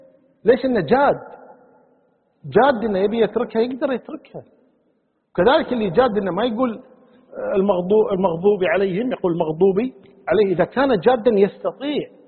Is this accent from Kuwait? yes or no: yes; Kuwait; يعني حنا كويتيين مثلا الضالين نقولها الضالين، والقاف نقولها غينها